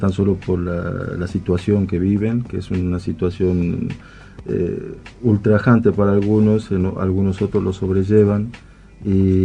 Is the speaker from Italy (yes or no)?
no; Tucumán, Argentina; now in Buenos Aires, Argentina; De Tucumán.